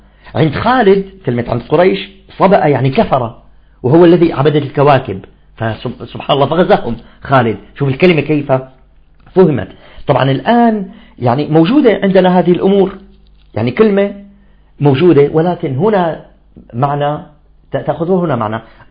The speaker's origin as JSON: {"language": "Arabic", "town": "Damascus", "region": "Damascus Governorate", "country": "Syria", "said": "حتى في عندنا منطقة في الشام في دمشق تسمى منطقة الطلياني"}